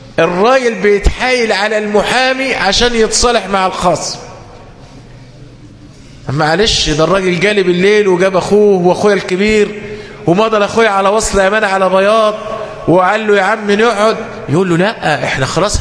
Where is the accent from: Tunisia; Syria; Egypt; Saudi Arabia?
Egypt; طبعا قد يكون عندنا في مصر لأننا نحكم بالقانون الوضعي